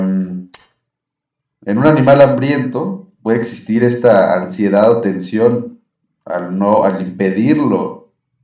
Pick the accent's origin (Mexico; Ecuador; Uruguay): Mexico; como buen pueblo mexicano, aguantamos todos